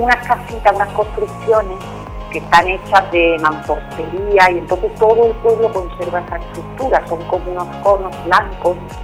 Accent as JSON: {"language": "Spanish", "town": "Málaga", "region": "Andalusia", "country": "Spain", "said": "veo que por ejemplo Málaga, que es de donde yo soy, ¿no?"}